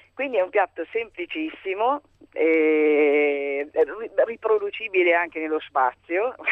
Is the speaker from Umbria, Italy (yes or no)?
yes; Perugia, Umbria, Italy; Io sono perugina, quindi la torta al pesto è tipica di Perugia.